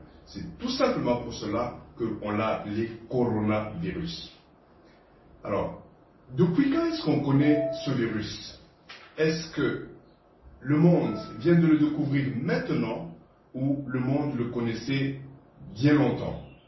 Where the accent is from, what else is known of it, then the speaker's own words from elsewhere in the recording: DR Congo; l'Université de Mbujimayi au Kasaï oriental chez nous au Congo. Je suis actuellement en mission humanitaire à Bamako, au Mali